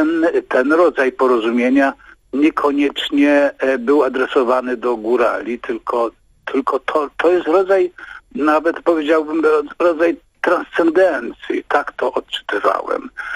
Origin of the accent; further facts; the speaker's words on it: Lesser Poland, Poland; no bo ja stamtąd, ja jestem górol z Pnioka.